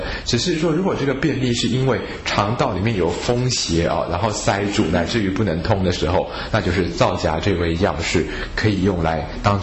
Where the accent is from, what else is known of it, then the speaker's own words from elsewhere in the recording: China; 比如说我们中国人说皂这个字其实是黑色的意思啊